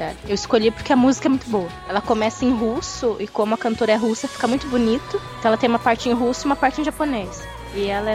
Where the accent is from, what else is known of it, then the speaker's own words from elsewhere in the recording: Curitiba, Paraná, Brazil; Eu sou de Curitiba também.